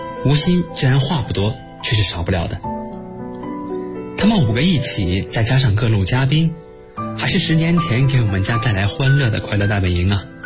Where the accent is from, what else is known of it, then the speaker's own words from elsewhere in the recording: Yiyang, Hunan, China; now in Nanjing, China; 来自湖南益阳，我现在在南京大学，距离我的家乡998千米